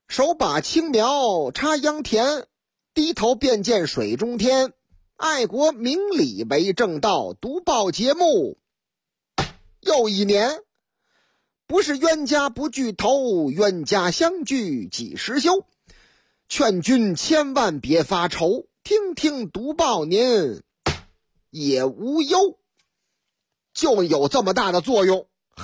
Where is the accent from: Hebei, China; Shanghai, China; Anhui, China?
Shanghai, China; 说这个我老家上海啊，上海出这个阳春面呢